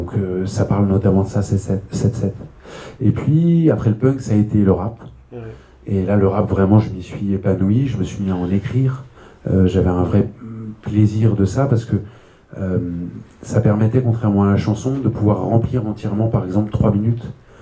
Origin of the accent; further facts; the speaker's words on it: Île-de-France, France; j'ai grandi donc en Seine-et-Marne, dans un petit village au milieu des champs.